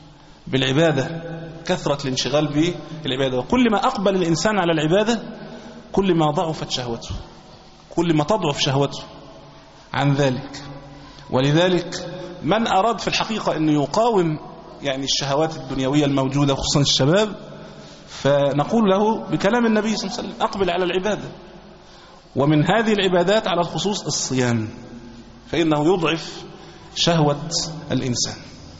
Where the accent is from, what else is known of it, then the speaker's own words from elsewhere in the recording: Egypt; مسألة الاختلاف عندنا في مصر في وقت الفجر